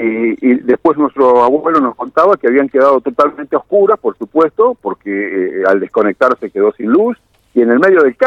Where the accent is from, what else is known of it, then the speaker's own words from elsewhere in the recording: Los Toldos, Buenos Aires Province, Argentina; yo que soy de origen, digamos, bonaerense, del interior de la provincia de Buenos Aires, yo soy nativo de una localidad que se llama Los Toldos, cerca de la ciudad de Junín